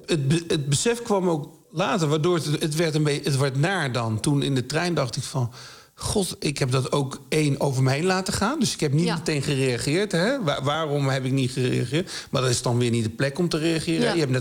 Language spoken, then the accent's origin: Dutch; Nijmegen, Gelderland, Netherlands; Ja, ik kom uit Nijmegen, precies.